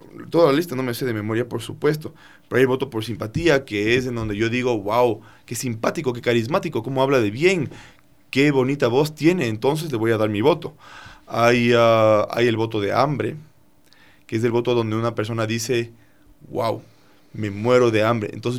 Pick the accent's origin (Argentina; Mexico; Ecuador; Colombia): Ecuador; yo tomé la decisión como ecuatoriano que en el territorio que me pertenece como ciudadano se mantenga preservado el Yasuní ITT.